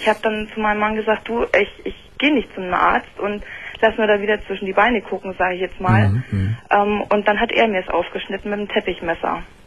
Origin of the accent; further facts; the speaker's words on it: Bremen, Germany; ich komme aus Bremen.